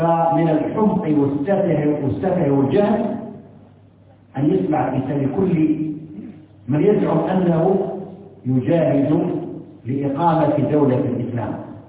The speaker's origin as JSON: {"language": "Arabic", "country": "Algeria", "said": "وإن ما تتمتع به بلدنا الجزائر على ما فيها من شيء من الانحراف"}